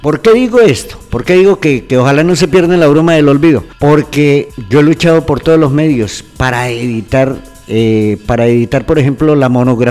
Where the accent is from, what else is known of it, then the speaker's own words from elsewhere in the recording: Vergara, Cundinamarca, Colombia; El amor hacia mi tierra, hacia este pueblo hermosísimo que es Vergara.